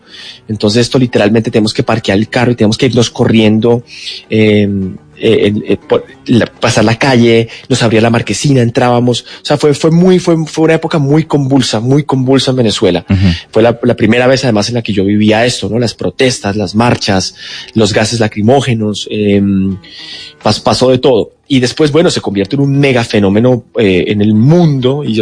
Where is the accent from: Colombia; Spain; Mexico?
Colombia; moved away; cuando yo me fui de Colombia, al principio estábamos en una situación muy compleja de viajes